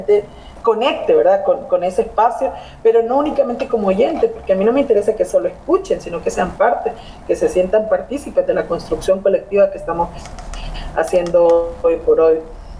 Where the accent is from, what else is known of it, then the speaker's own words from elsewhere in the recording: Honduras; Soy periodista hondureña que intenta contar historias que dignifiquen la vida de la gente.